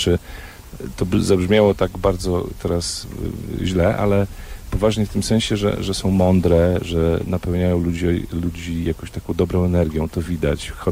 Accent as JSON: {"language": "Polish", "town": "Szczebrzeszyn", "region": "Lublin Voivodeship", "country": "Poland", "tie": "born or raised there", "said": "jestem stąd, urodziłem się w Szczebrzeszynie i obserwuję, kto przyjeżdża na Roztocze."}